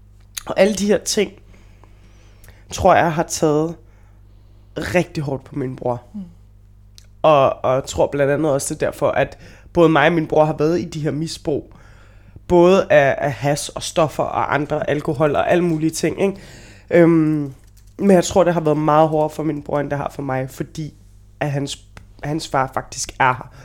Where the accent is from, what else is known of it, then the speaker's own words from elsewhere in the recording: Brønshøj, Capital Region of Denmark, Denmark; Jeg er opvokset i Brønshøj. Min bror er opvokset i Brønshøj.